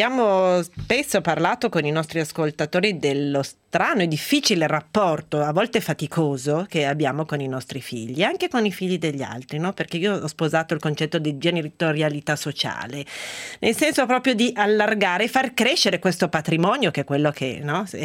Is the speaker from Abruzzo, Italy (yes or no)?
no; Veneto, Italy; siamo veneti.